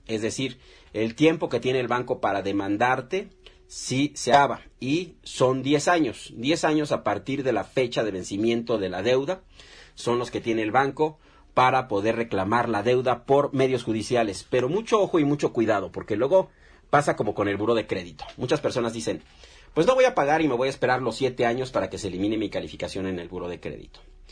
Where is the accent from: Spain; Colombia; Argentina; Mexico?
Mexico; Somos de México, mi estimado Fabricio. Somos mexicanos